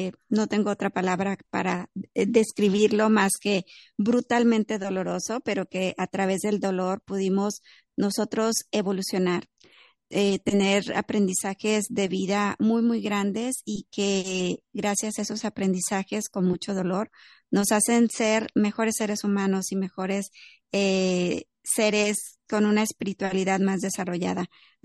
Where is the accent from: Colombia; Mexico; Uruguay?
Mexico; soy mexicana, soy contadora pública de primera profesión